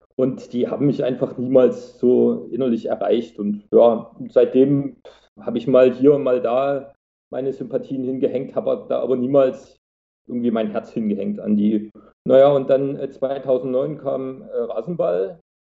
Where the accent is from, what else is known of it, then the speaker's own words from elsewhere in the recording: Saxony, Germany; dass man dort, wo ich herkomme, so aus dem tiefsten Herzen von Sachsen, da ist man dort